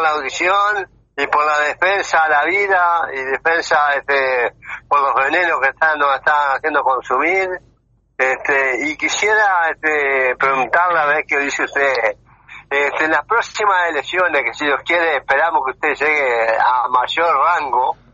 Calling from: Minas, Lavalleja, Uruguay; de Minas, La Valleja.

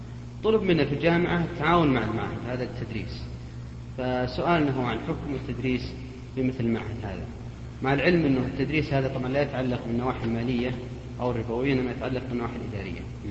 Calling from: Riyadh, Riyadh Province, Saudi Arabia; حاولت أنا كثيرا من الرياض أتصل بالهاتف

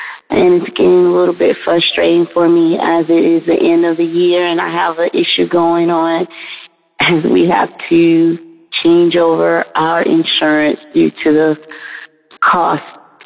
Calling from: Atlanta, Georgia, United States; I am calling from Atlanta.

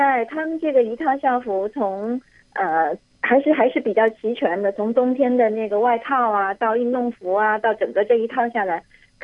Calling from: Hong Kong; 我这是从香港打来的。

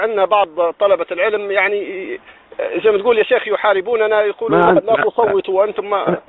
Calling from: Libya; يا شيخ انا من ليبيا يا شيخ

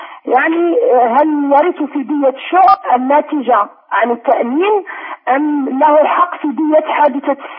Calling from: France; من فرنسا.

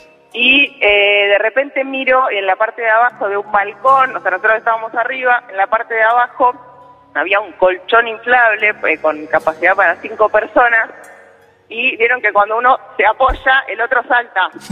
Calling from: Buenos Aires, Argentina; Estoy en el punto tripartito Almagro Villacrespo Caballito.

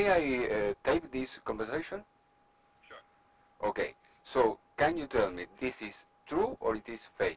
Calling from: Argentina; English is a second language; I'm speaking from Argentina.

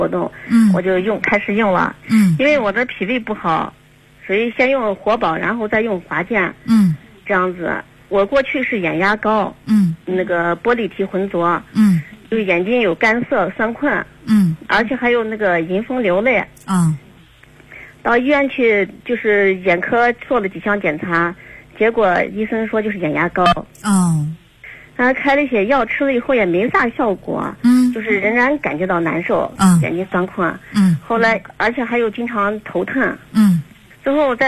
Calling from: Xinjiang, China; 我是新疆的朋友，48岁

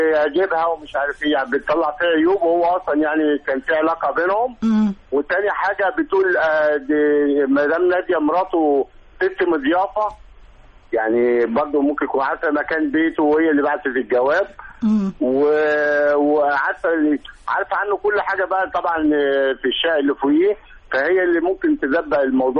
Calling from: Suez, Suez Governorate, Egypt; من السويس يا زعيم

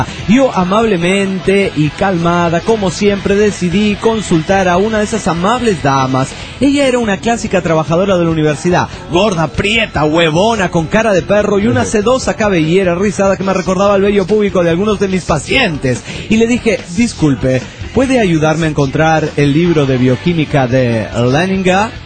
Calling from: Toluca, State of Mexico, Mexico; Hola, ¿cómo están? … de Toluca, México.

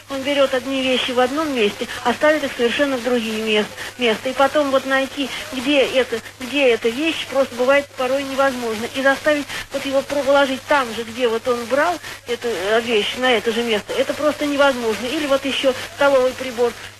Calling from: Samara, Samara Oblast, Russia; Да, я из Самары.

